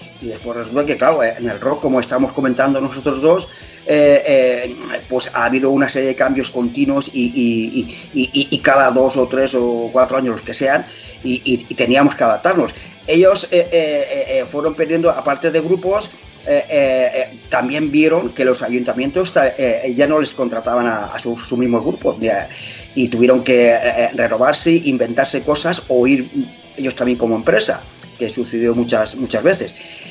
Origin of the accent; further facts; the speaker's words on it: Alicante, Valencian Community, Spain; Si nosotros somos de Alicante, ¿qué más da que tengas un grupo que sea de fuera?